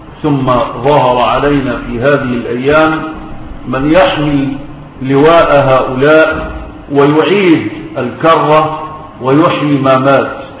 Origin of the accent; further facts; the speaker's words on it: Egypt; في بلدنا مصر